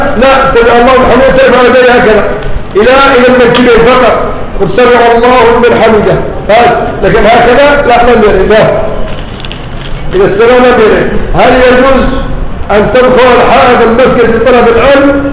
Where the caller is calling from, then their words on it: Yemen; السلام عليكم جميعا، نحن في اليمن من اليمن